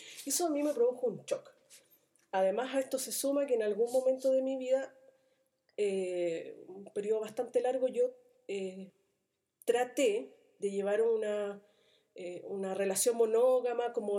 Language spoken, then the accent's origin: Spanish; Independencia, Santiago Metropolitan Region, Chile; yo me crié en la Juan Antonio Ríos, número 2, Independencia, antes eso era Renca.